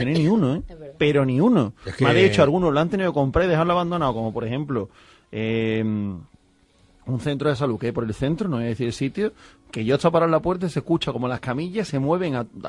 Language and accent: Spanish; Seville, Andalusia, Spain; soy un sevillano raro.